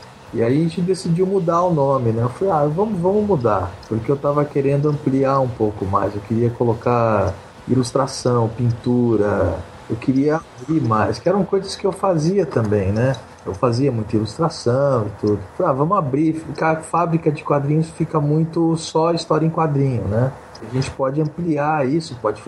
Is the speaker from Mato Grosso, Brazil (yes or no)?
yes; Mato Grosso, Brazil; Eu sou de Mato Grosso, né? Então, eu sou meio caipirão, assim, sabe?